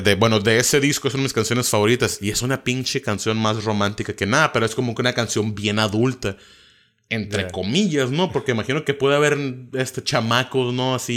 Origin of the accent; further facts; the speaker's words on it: Mexico; te voy a tomar un rap mexicano porque yo soy mexicano, lo estoy haciendo en México, ¿no?